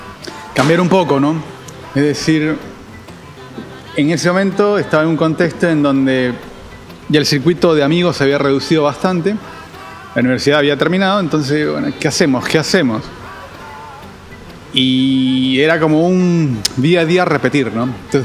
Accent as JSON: {"language": "Spanish", "region": "Lima", "country": "Peru", "tie": "born or raised there", "moved": "as an adult", "said": "nací en Perú, en Lima, en el año 70. Ahí transcurrió todo, es decir, ahí estudié, ahí el colegio, la universidad, y una vez terminé la universidad, salió una oportunidad para viajar a Argentina."}